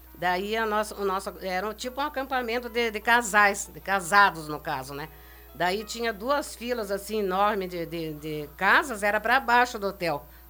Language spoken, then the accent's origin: Portuguese; Porto União, Paraná, Brazil; born there; also born or lived in Curitiba; now in Foz do Iguaçu, Brazil; E eu não nasci aqui em Foz, mas nasci em Porto União, que é Paraná, né?